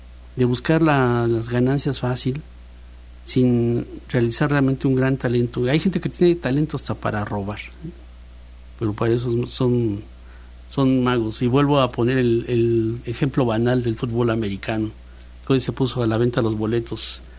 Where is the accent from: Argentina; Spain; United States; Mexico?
Mexico; Es que como ciudadano mexicano, yo sí me siento, que nos meten las manos a las bolsas tranquilamente, ¿no?